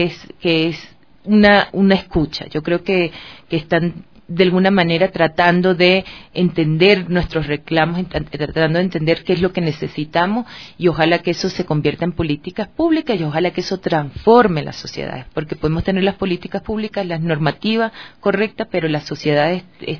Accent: Venezuela; now in Ecuador; O sea, yo soy venezolana, pero tengo 13 años viviendo aquí, o sea que ya también es mi país.

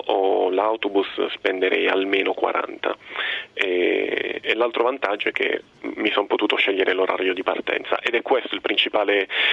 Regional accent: Bari, Apulia, Italy; Io sono di Bari e torno a Bari.

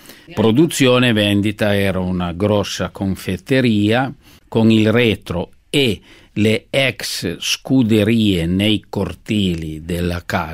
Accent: Piedmont, Italy; born there; E io sono nato praticamente lì, in Corso Regina Margherita 242.

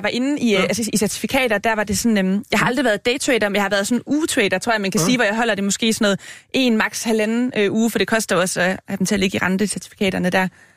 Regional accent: Region of Southern Denmark, Denmark; Og jeg er jo fra Fyn og har hele min familie i Jylland

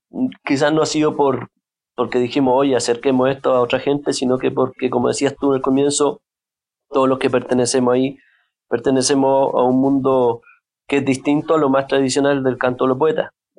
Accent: Chile; no, yo soy chileno

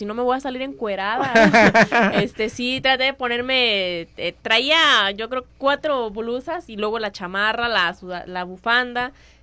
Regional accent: Mexico; ya estamos de un mismo bando, somos mexicanas

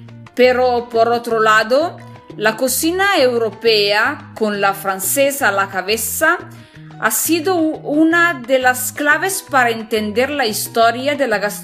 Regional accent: northern Italy, Italy; Spanish is a second language; soy italiana, del norte de Italia, y me encanta mucho el idioma español que estoy aprendiendo por mismo.

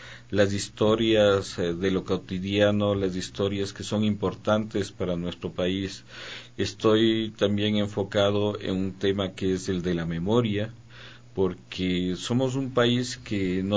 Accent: Quito, Pichincha, Ecuador; Sí, soy quiteño. Soy nacido aquí hace 52 años.

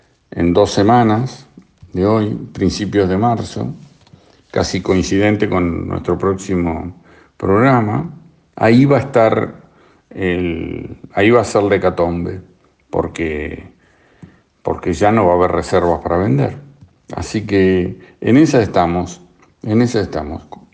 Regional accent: Argentina; yo soy argentino y tengo que mirar primero el ombligo

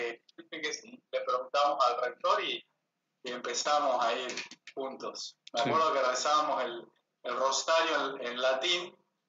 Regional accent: Las Parejas, Santa Fe, Argentina; born there; also born or lived in Ledesma; Yo nací en Las Parejas, Santa Fe, porque mamá tenía un médico amigo de confianza que era su partero

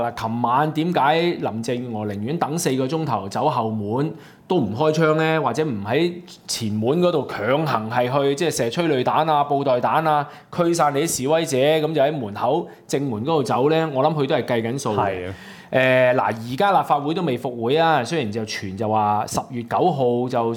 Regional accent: Hong Kong; 我哋香港人有好多嘅創意咧

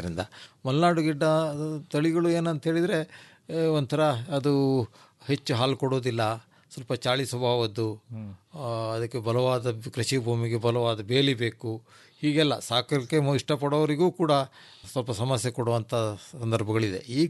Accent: Sagar, Karnataka, India; ನಾವು ಸಾಗರದವರು.

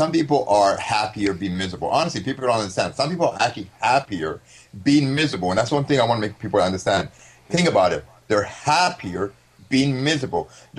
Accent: Canada; I hate to say this, I'm sorry, but I'm Canadian.

